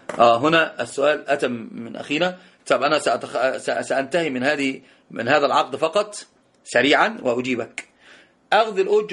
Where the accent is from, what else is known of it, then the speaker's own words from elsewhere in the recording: Egypt; التورق عندنا في مصر الناس يسمونه حرق السلعة